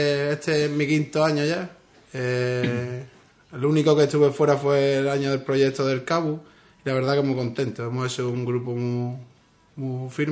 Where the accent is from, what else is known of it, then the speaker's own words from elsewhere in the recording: Ubrique, Andalusia, Spain; pero se podría llamar Ubrique, porque la mayoría somos de Ubrique